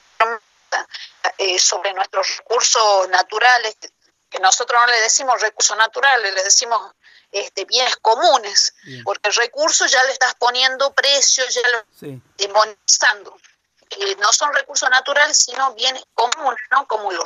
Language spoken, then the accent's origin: Spanish; Argentina; nosotros como argentinos tenemos la obligación de cumplir y hacer cumplir la Constitución